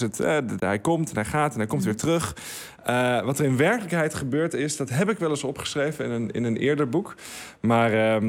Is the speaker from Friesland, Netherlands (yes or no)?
yes; Friesland, Netherlands; En ik ben opgegroeid in Friesland, aan de Waddenzee. Ik ben geen Fries.